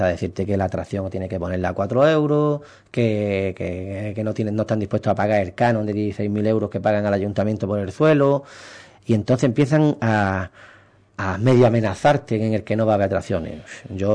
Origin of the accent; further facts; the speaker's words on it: Ubrique, Andalusia, Spain; te llevas la alegría de ayudar a mi pueblo. Intentar, en este caso, sacar todas las actividades culturales que pueda, ir a Diputación a pedir el mayor número de dinero que pueda para que Ubrique se beneficie